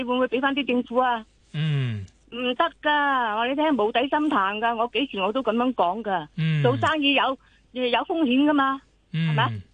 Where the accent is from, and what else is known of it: Hong Kong